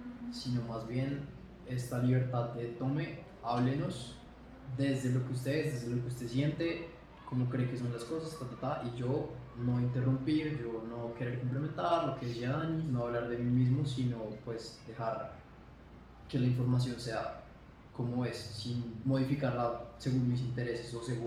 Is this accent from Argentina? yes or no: no; Bogotá, Bogotá Capital District, Colombia; como persona nacida y criada en Bogotá, habiendo estudiado en los Andes